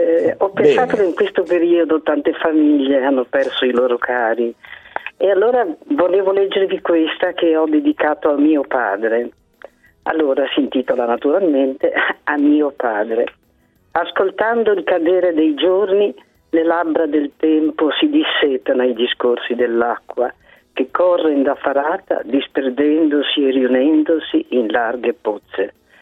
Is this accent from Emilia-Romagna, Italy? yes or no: no; Genoa, Liguria, Italy; now in Treviso, Italy; Io abito a Treviso, ma sono genovese.